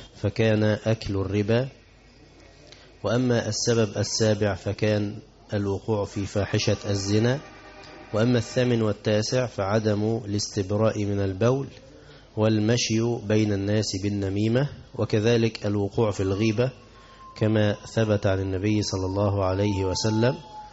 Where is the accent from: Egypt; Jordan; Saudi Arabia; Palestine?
Egypt; أو بسميها بز الرجل عندنا في مصر